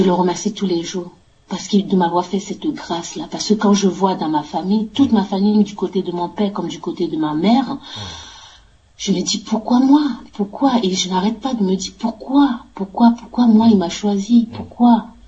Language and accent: French; France; La mission étant terminée, on va rentrer chez nous en France.